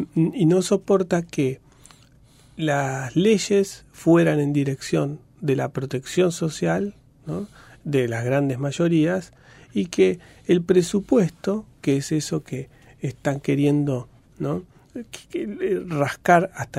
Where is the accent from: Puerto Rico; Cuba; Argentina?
Argentina; desde el punto de vista de lo que por ahí nos interesa a nosotros como argentinos